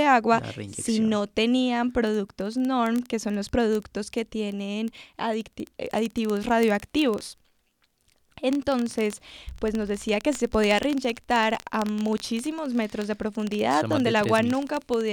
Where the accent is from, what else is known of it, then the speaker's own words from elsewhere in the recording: Colombia; nosotros como colombianos tenemos que saber y cuidar nuestro territorio